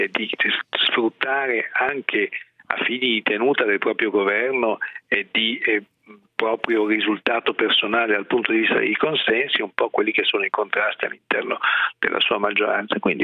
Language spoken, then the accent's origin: Italian; Milan, Lombardy, Italy; lo dico da milanese